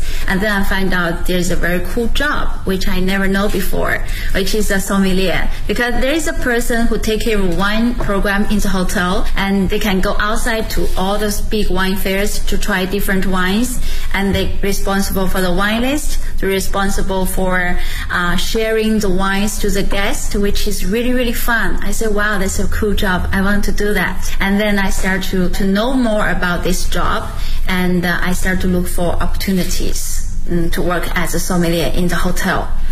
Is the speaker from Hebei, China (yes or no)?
yes; Shijiazhuang, Hebei, China; English is a second language; now in Beijing, China; I'm originally from Hebei province and the Shijiazhuang city, the capital of the Hebei province. And right now I'm working in Beijing